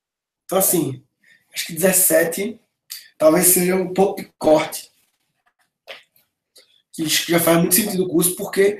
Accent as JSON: {"language": "Portuguese", "country": "Brazil", "said": "Massa, eu sou brasileiro."}